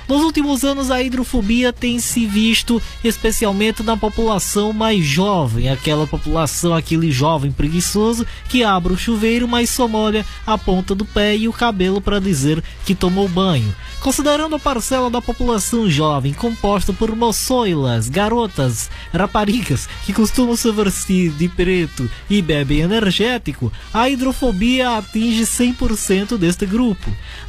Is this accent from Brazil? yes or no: no; Portugal; eu, como português, sei bem do que estou falando.